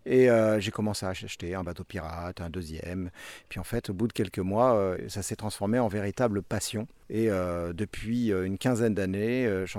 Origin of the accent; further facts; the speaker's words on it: Hauts-de-France, France; Bonjour, alors … je viens de l'Oise.